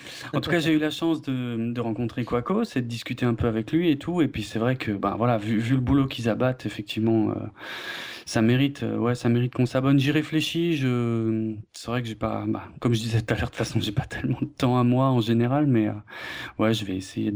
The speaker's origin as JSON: {"language": "French", "region": "Grand Est", "country": "France", "said": "vu que je suis alsacien, je leur amenais un peu de bière, hein, forcément. Bon, je suis pas fan de vin, mais c'est vrai qu'il y a aussi ça en Alsace, bref."}